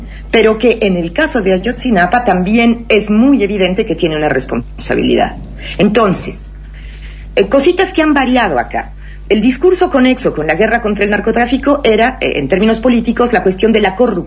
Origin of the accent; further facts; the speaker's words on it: Mexico; Porque por fin pudimos entender como sociedad mexicana, por fin vamos pudiendo nombrar lo que está pasando